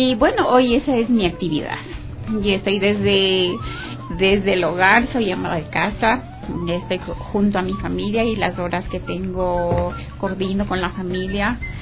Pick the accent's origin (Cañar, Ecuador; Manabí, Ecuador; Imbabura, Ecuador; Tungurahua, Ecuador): Imbabura, Ecuador; Atuntaqui; now in Quito, Ecuador; De la provincia de los lagos, así es. Soy de Atuntaqui, pero muy joven vine acá a estudiar acá en Quito. Yo soy odontóloga.